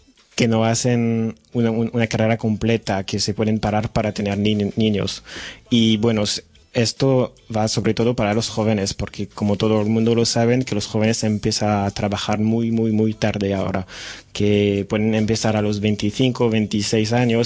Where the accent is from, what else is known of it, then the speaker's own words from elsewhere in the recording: Lyon, Auvergne-Rhône-Alpes, France; Spanish is a second language; now in Barcelona, Spain; soy estudiante de traducción e interpretación a la Pompeu Fabra en Barcelona, y soy de Lyon.